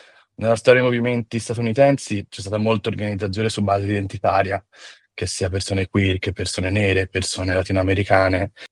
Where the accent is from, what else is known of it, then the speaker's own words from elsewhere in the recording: Florence, Tuscany, Italy; also born or lived in San Francisco, United States / London, United Kingdom; sono nato e cresciuto a Firenze, di origine comunque anche di pratica ebraica. Poi, insomma, ho passato la maggior parte della mia vita stata adulta tra Italia, Stati Uniti, San Francisco principalmente, Londra